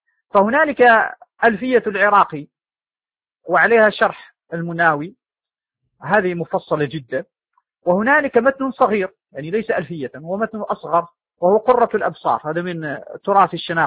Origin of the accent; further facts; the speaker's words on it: Morocco; وعندنا في المغرب أيضا كتب مؤلفة في تاريخ تواريخ بعض المدن المخصوصة